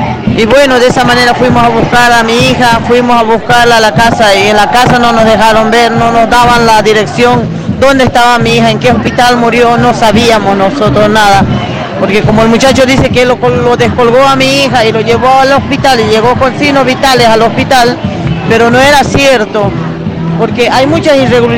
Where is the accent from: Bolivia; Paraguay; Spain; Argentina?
Bolivia; Potosí; Bueno, yo soy boliviana, soy de Potosí, y mi hija también es de Potosí.